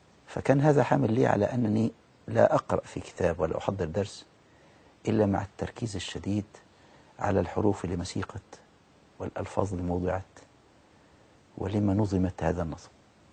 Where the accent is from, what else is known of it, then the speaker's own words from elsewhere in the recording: Al-Badari, Asyut Governorate, Egypt; أنا من مركز البداري محافظة أسيوط.